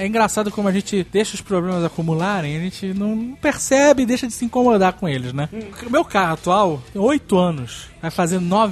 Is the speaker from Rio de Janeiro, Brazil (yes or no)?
yes; Rio de Janeiro, Brazil; O Tucano fala que eu sou paulista enrustido, né, porque minha infância inteira eu passei, ou eu ia no shopping ou ia no aeroporto, do Rio de Janeiro, isso.